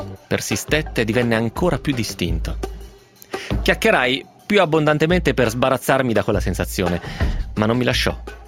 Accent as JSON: {"language": "Italian", "region": "Piedmont", "country": "Italy", "said": "alle nostre parti bisa non esiste, nel Novarese, ma il Novarese è Piemonte finto."}